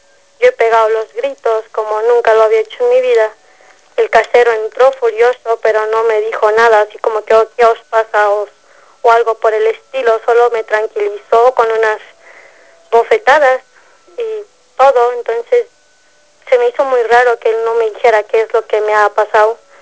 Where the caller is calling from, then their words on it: San Miguel de Allende, Guanajuato, Mexico; Estoy hablando de San Miguel Allende, ahora estoy radicando en este pueblo, bastante hermoso, por cierto.